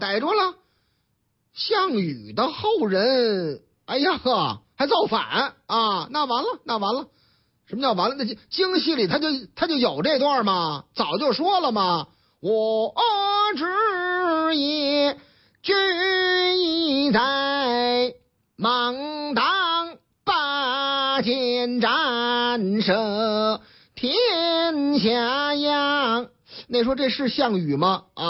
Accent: Tianjin, China; also born or lived in Hebei; 这个要是以后啊去这个我老家啊哪儿啊天津卫，或者是我老家河北省啊到津冀这俩地方养老的北京老年人

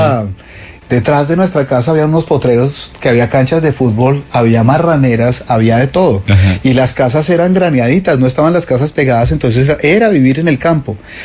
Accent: Cali, Valle del Cauca, Colombia; born there; yo nací por accidente en Cali, mi mamá era de Andalucía, Valle, y me trajeron acá.

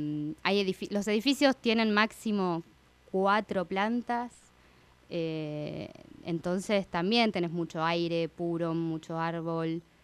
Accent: Argentina; Yo como buena argentina

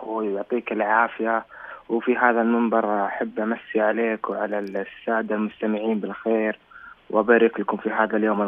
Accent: Saudi Arabia; now in South Korea; لما تقول أنا مبتعث من أنا طالب من المملكة العربية السعودية

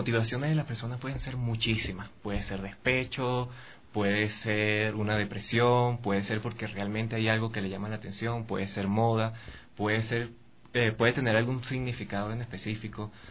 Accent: Venezuela; trabajé con unos chicos allá en mi país, o sea, en Venezuela, en sus tiendas de tatuajes.

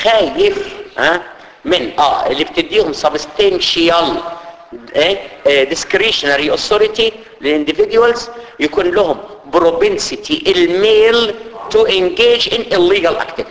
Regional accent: Egypt; عندنا في مصر في حاجه اسمها الفيش والتشبيه

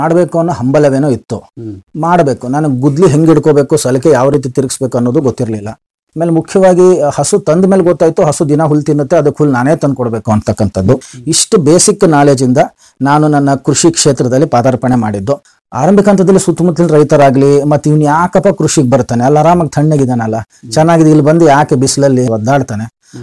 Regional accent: Bangalore, Karnataka, India; ನಮ್ಮ ತಂದೆಯವರು ಉದ್ಯೋಗ ನಡೆಸಿ ಬೆಂಗಳೂರಿಗೆ ಬಂದ್ರು, ಕಸ್ಟಮ್ಸ್ ಅಲ್ಲಿ ಅವರು ಗೆಸ್ಟ್ ಆಫೀಸರ್ ಆಗಿ ಕೆಲಸ ಮಾಡಿದ್ರು. ಮತ್ತೆ ನಾವು ಹುಟ್ಟಿದ್ದು ಬೆಳೆದಿದ್ದೆಲ್ಲ ಬೆಂಗಳೂರಲ್ಲೇ.

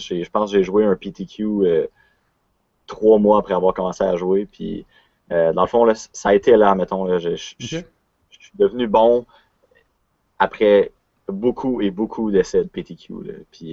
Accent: Quebec, Canada; now in Quebec City, Canada; 21 ans. Je viens de Québec. Je vis à Québec, mais je viens de la Beauce.

